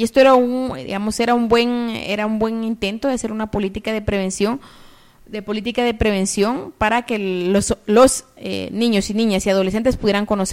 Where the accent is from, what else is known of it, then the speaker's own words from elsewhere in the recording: Guatemala; ¿Cómo es que nosotras y nosotros como sociedad guatemalteca vemos estos fenómenos?